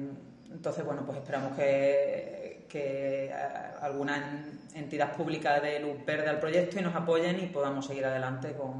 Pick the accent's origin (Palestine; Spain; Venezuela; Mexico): Spain; moved away; llevaba muchísimos años fuera de España y me sentí mal de decir, yo me fui de España, me quito del medio